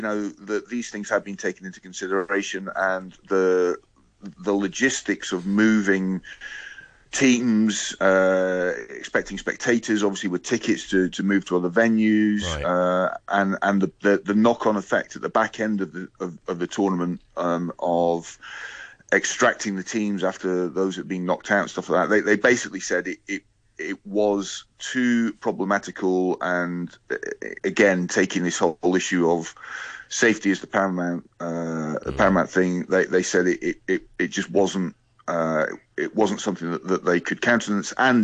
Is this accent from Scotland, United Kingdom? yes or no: yes; Scotland, United Kingdom; now in Hong Kong; It's obviously, as a Scot, yesterday's result from the Rugby World Cup in Japan was disappointing.